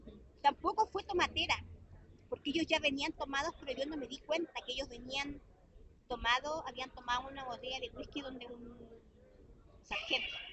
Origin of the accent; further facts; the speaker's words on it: Puerto Natales, Magallanes, Chile; Soy de Puerto Natales, Punta Arenas, casi lo mismo.